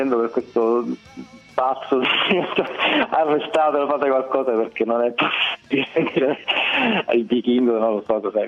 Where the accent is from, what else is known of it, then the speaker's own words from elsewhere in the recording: Palermo, Sicily, Italy; io sono siciliano, sono palermitano